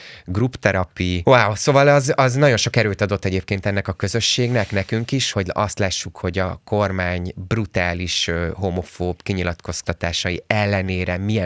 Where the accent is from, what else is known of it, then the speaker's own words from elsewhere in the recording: Pécs, Baranya, Hungary; mert én pécsi vagyok egyébként. Én pécsi vagyok, nekem ott élnek a szüleim, meg mit tudom én, mindenki.